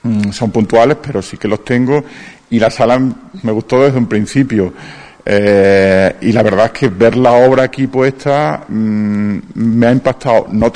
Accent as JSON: {"language": "Spanish", "town": "Almendralejo", "region": "Extremadura", "country": "Spain", "said": "Yo soy extremeño, de Almendralejo, y es un pueblo muy activo, muy dinámico."}